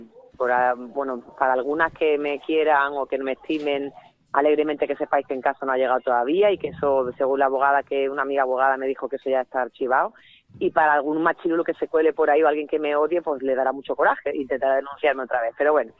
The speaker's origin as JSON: {"language": "Spanish", "country": "El Salvador", "said": "yo vengo de El Salvador y que yo he pasado mucho miedo en El Salvador"}